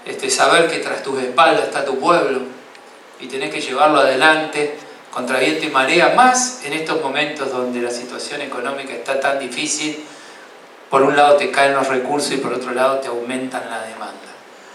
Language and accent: Spanish; San Francisco, Córdoba, Argentina; born there; soy una persona del interior, nací en San Francisco, un pueblo pegadito a Santa Fe